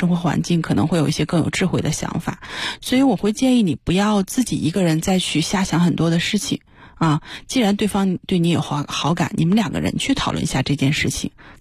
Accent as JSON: {"language": "Chinese", "country": "China", "said": "其实这个就是一个我们中国人对孝道的一个理解哈。"}